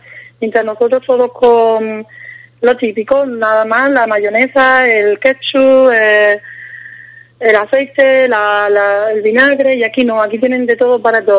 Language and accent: Spanish; Spain; now in Germany; tú como española sabes que no es lo tuyo, entonces prefieres no comerlo